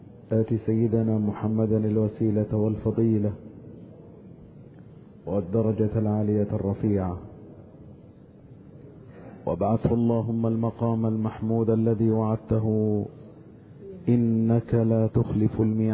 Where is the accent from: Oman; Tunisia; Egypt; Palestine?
Egypt; وأن يحفظ بلادنا مصر من كل مكروه وسوء